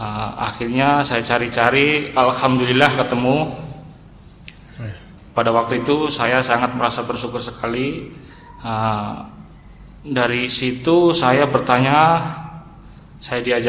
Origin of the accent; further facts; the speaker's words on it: Tangerang, Banten, Indonesia; Saya dari Tangerang.